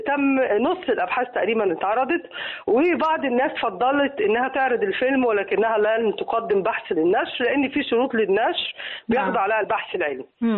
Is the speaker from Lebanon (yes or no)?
no; Egypt; وخلت لهجتنا لما بتروح أي دولة